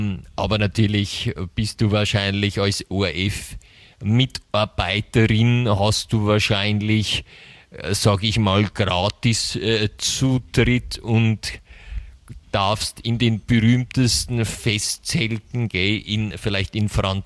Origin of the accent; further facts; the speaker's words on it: Bavaria, Germany; Dazu muss man sagen, bei uns in Bayern gibt es auch ein Fürstenfeld.